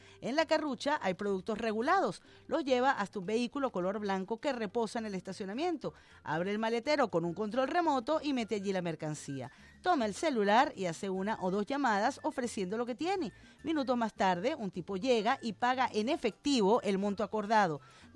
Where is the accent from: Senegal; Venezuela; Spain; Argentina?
Venezuela; como soy venezolana yo